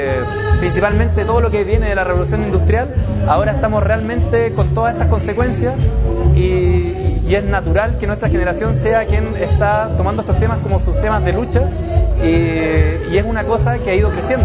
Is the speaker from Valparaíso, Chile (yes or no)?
no; Coyhaique, Aysén, Chile; vengo de Coyhaique, de la Patagonia chilena.